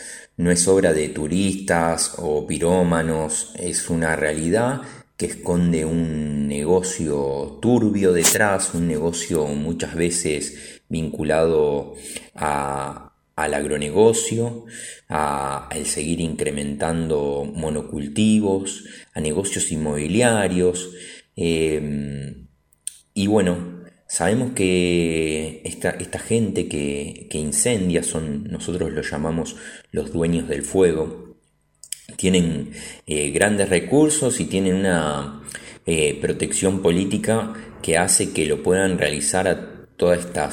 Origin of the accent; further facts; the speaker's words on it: Rosario, Santa Fe, Argentina; los que somos rosarinos